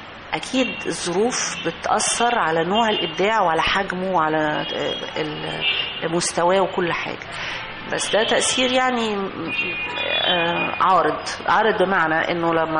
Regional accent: Egypt; هو طبعا احنا عندنا في مصر مشكله كبيره نامت في السنوات الاخيره

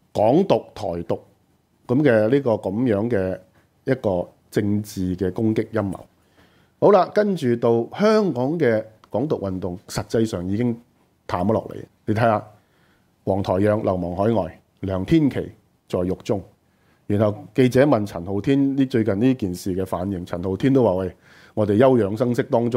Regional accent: China; 但我們中國人歷史當然不會寫這決啦

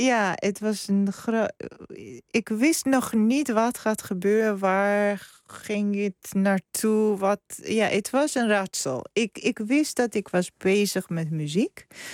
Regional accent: Georgia; Dutch is a second language; En ik ben ook geboren en opgegroeid in Georgië.

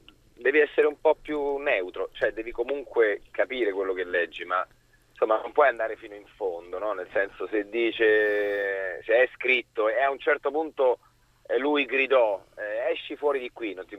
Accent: Rome, Lazio, Italy; born there; Sì, sono nato in Prati.

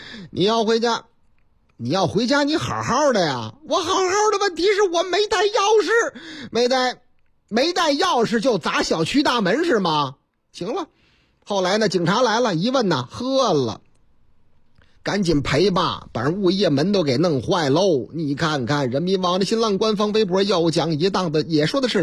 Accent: Zhengzhou, Henan, China; 您听这个口音还听不出来吗？我老家河南郑州，啊，不是我那个唯一的老家，哎，我老家多

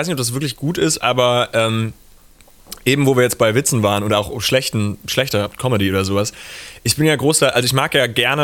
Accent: Hamburg, Germany; weil ich komme ja auch aus Hamburg, also ich habe diesen leichten Nordbezug.

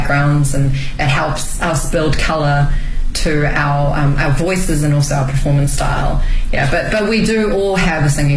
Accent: Auckland, New Zealand; now in Beijing, China; I'm from Auckland, New Zealand.

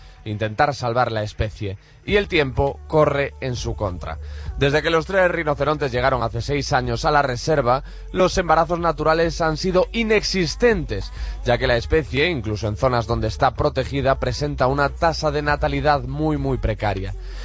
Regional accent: Galicia, Spain; trasladándonos a mi tierra, a Costa da Morte, en Galicia

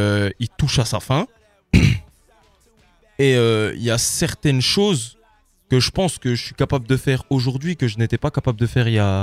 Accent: Cape Verde; Moi, je suis originaire du Cap-Vert.

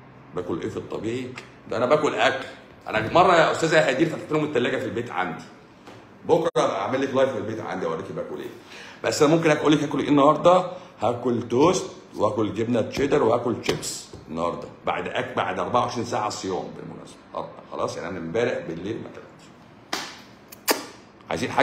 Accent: Egypt; انا برضو مصري مصري ويهودي

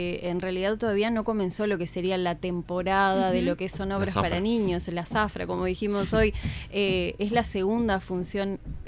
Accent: Paysandú, Uruguay; Yo soy de Paysandú, en realidad este teatro que nombro fue allá en Paysandú.

